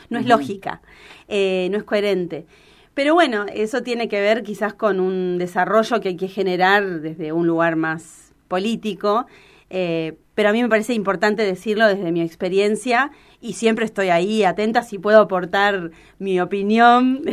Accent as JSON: {"language": "Spanish", "region": "California", "country": "United States", "tie": "born there", "said": "Nací en California, chicos, entonces tengo claro. Esa cultura."}